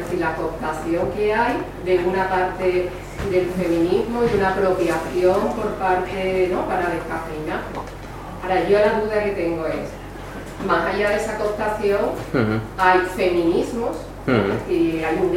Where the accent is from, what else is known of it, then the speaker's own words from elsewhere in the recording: Andalusia, Spain; si soy andaluza, cuando soy andaluza en determinados sitios soy